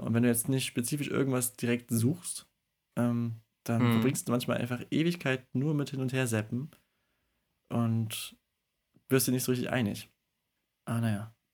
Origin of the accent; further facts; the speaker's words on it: Norway; als Norweger habe ich auch lange ihn unterschätzt